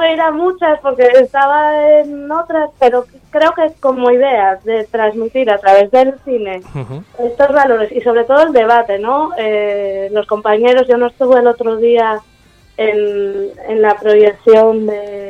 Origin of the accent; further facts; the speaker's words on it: Arriondas, Asturias, Spain; Hombre, yo soy de Arriondas